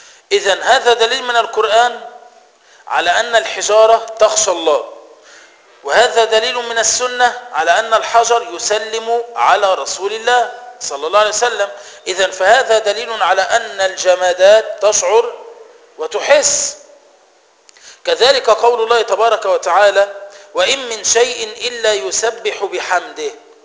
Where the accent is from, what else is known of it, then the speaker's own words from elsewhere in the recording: Egypt; زي إحنا كمصريين لما نيجي نتكلم مع بعض بنفهم بعض